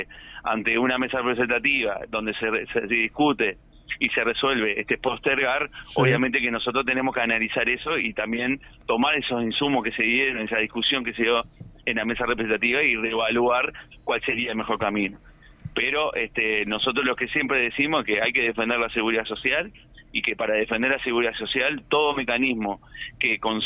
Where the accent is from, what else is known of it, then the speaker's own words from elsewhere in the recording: Uruguay; que si no tenemos como uruguayos ese aporte concentrado en el BPS